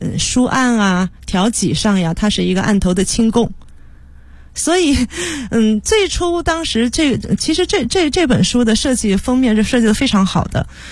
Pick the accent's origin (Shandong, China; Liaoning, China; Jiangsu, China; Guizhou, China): Jiangsu, China; Nanjing; 如果说最大的缘分，可能我们都是南京人。